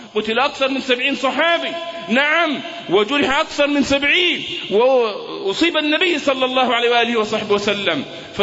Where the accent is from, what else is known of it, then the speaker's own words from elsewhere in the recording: Egypt; المؤامرة التي دبرت لنا كمصريين